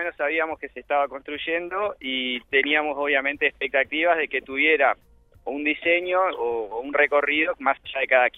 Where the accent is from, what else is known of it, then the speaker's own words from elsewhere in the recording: Montevideo, Uruguay; Yo soy de Montevideo.